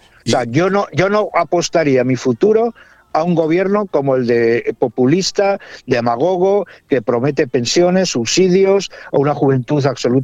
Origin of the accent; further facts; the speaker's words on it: Spain; Yo soy español, como sabes, pero con nacionalidad colombiana ya desde hace 13 años, por adopción.